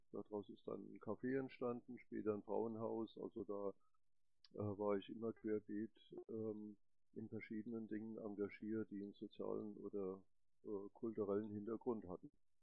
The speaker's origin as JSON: {"language": "German", "town": "Leipzig", "region": "Saxony", "country": "Germany", "said": "Wie gesagt, ich komme aus Leipzig"}